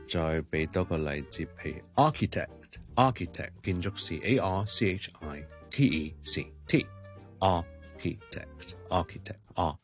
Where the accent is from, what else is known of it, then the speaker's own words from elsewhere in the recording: Hong Kong; 对我哋广东人或者对我哋香港人嚟讲咧，呢、这个啊咧其实系一啲都唔简单，因为广东话咧其实系冇呢个音噶。